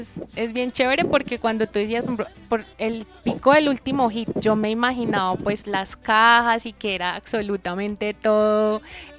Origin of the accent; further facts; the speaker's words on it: Caribbean Region, Colombia; Y nosotros como colombianos desde el Caribe lo tenemos, ¿sí?